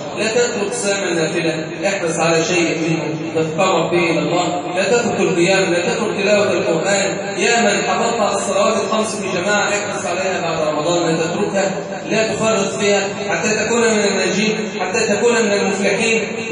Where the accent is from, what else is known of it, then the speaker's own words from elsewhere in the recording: Egypt; اللهم اجعل بلدنا مصر أمنا أمانا